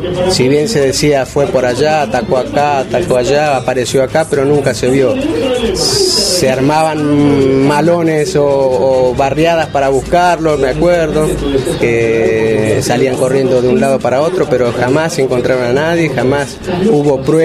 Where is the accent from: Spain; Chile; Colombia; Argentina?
Argentina; Villa Corina, Buenos Aires; Yo soy de acá, de Corina, siempre fui de Villa Corina, y sí, fue en la época que yo vivía acá, ¿no? Si bien no nací aquí, pero en la época que yo vivía acá